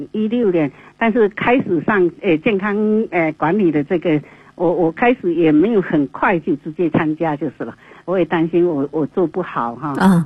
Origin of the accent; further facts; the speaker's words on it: Quanzhou, Fujian, China; 老家是也是我们福建的，我们在泉州那一带的。闽南靠闽南的。